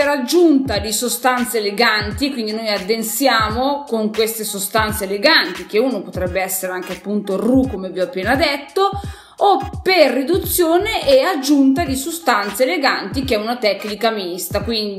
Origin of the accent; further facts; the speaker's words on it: Piedmont, Italy; io sono piemontese, Alto Piemonte, quasi vicina, cioè vicina alla Valle d'Aosta, vicina alla Svizzera, dove i miei bisnonni erano pastori